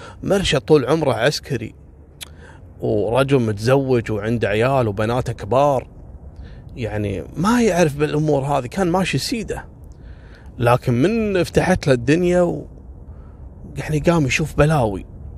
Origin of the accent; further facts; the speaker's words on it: Kuwait; حتى عندنا في الكويت أول 5 سنوات بعد التحرير اللي كان يشتغل في السيارات اغتنى صراحة